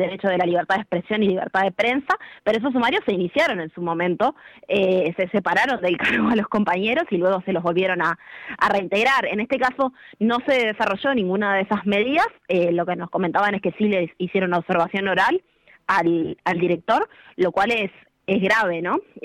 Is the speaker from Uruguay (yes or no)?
yes; Montevideo, Uruguay; Sí, en realidad yo soy de Montevideo, no integro la filial, en este caso de Maldonado